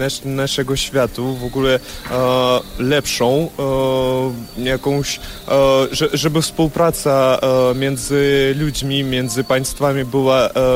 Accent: Kyiv, Ukraine; Polish is a second language; Z Kijowa jestem.

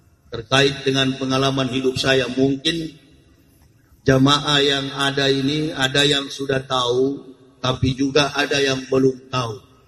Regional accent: Manado, North Sulawesi, Indonesia; born there

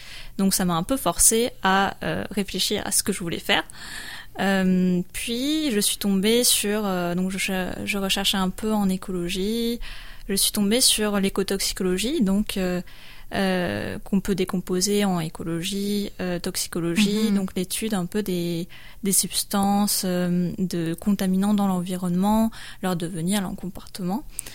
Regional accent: Montpellier, Occitanie, France; je suis de Montpellier, je suis allée à Bordeaux où j'ai fait un master

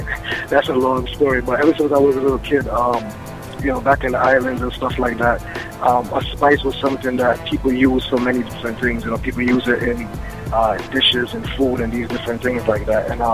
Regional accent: Brooklyn, New York, United States; now in Richmond, United States; Right now, I'm in Richmond, VA right now, but you know my destination and my hometown is Brooklyn still, yo.

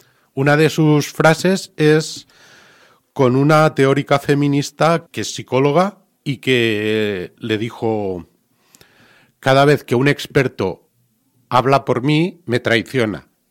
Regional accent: Catalonia, Spain; Nosotros venimos de Cataluña, ahí hay asociaciones.

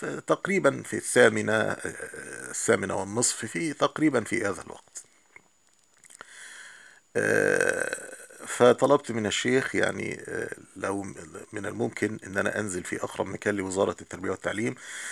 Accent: Egypt; عندنا في مصر طبعا الوزارات مباني فخمة جدا ومباني فاخرة

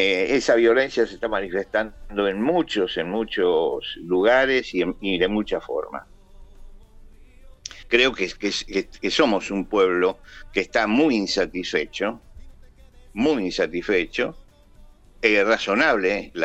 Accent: Buenos Aires, Argentina; now in San Miguel, Argentina; Y yo, aunque vivo en San Miguel en este momento, yo soy porteño. Yo nací en la ciudad de Buenos Aires.

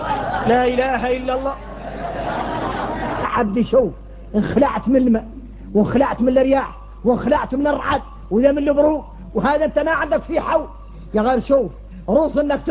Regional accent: Mauritania; هذا عادة فينا احنا موريتاني

